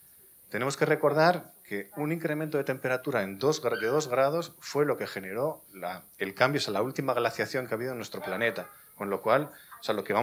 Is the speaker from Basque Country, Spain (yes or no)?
yes; Vitoria-Gasteiz, Basque Country, Spain; Yo vengo de Vitoria-Gasteiz, que es fue hace unos años la Green Capital Europea, un modelo para Europa